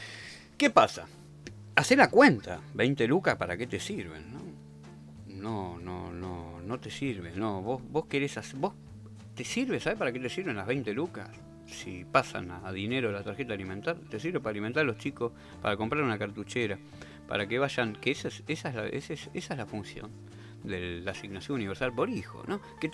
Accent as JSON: {"language": "Spanish", "country": "Argentina", "said": "todos los seres humanos que somos argentinos y que estamos dentro de los límites de nuestro país."}